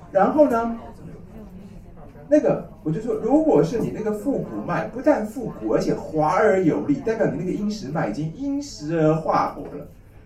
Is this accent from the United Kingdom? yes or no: no; Taiwan; 而且本来我们台湾人都很慢活啊